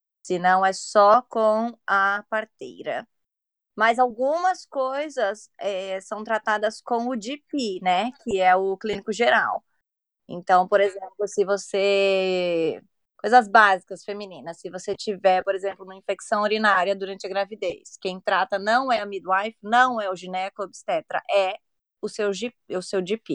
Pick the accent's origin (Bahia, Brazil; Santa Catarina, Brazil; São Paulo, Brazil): São Paulo, Brazil; moved away as an adult; now in United Kingdom; eu sou de São Paulo, mas eu moro fora do país, vai fazer 8 anos. E sou casada com inglês e moro na Inglaterra hoje.